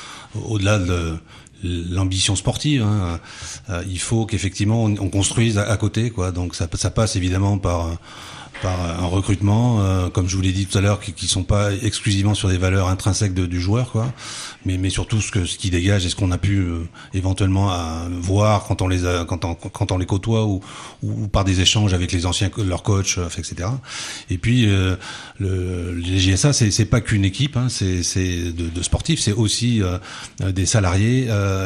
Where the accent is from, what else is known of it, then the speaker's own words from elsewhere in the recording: Bordeaux, Nouvelle-Aquitaine, France; moi je suis bordelais et puis j'ai vécu juste à côté, puisque mes grands-parents étaient de Saint-Augustin, hein, donc juste à côté